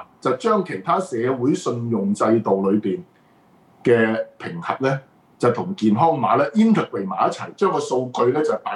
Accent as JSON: {"language": "Cantonese", "country": "Hong Kong", "said": "如果我哋香港人睇到呢啲咁嘅新聞"}